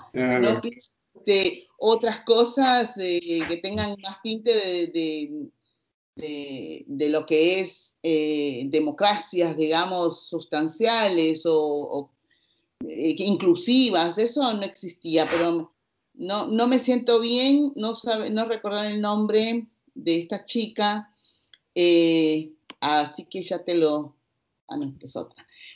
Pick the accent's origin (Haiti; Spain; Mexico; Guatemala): Guatemala; moved away; Entonces yo me fui de Guatemala sin saber lo que era votar.